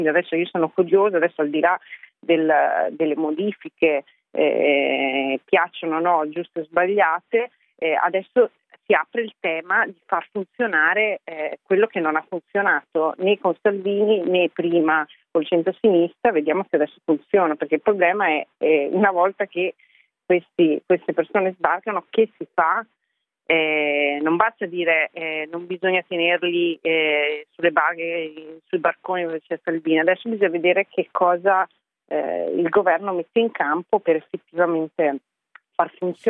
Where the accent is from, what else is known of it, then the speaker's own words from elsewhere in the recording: Ferrara, Emilia-Romagna, Italy; sarà anche perché io sono di Ferrara, quindi